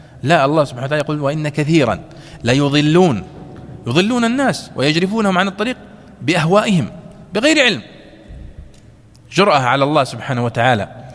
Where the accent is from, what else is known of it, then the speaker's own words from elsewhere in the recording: Saudi Arabia; والأصل مثلا عندنا في السعودية مثلا هنا أنه لا يستورد